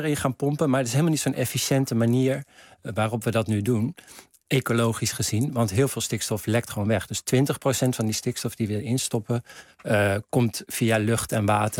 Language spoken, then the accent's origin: Dutch; Groningen, Netherlands; Ik kom uit Groningen. Mijn vader nam me vaak mee naar de dijk.